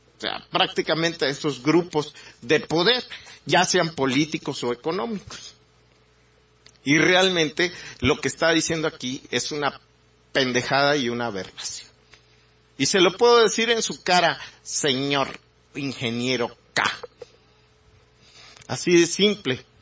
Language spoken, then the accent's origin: Spanish; Mexico; sobre todo en una idiosincrasia como la mexicana, ¿no? Una cultura como la nuestra.